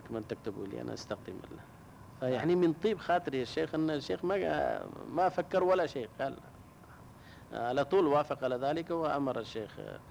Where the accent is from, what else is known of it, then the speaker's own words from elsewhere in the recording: India; Arabic is a second language; هذا موجود إلا عندنا في الهند يعني